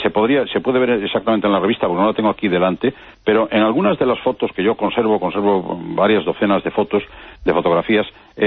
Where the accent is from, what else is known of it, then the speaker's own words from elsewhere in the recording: Galicia, Spain; Sí, sí, sí. Bueno, y por supuesto la tenemos en el pueblo, en muy cerca, en Portugal, ¿no?